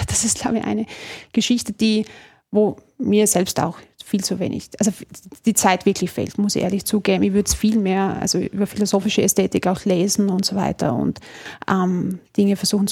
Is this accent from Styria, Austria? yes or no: yes; Deutschlandsberg, Styria, Austria; Ich komme ja aus der Steiermark, in Deutschlandsberg.